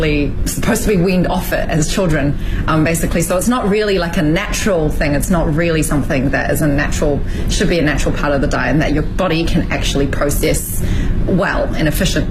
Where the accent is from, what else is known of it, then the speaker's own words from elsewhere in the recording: Auckland, New Zealand; now in Beijing, China; I'm from Auckland, New Zealand, and I am the founder and CEO of Yayo Coconut Yogurt here in Beijing.